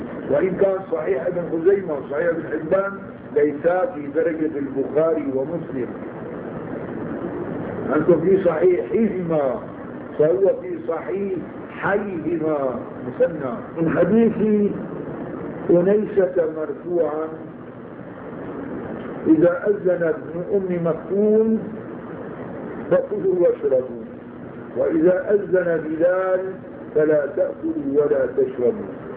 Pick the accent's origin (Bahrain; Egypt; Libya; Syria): Syria; عادة هون بيعملوا عندنا في الشام بين الأذان الأول والأذان الثاني ربع ساعة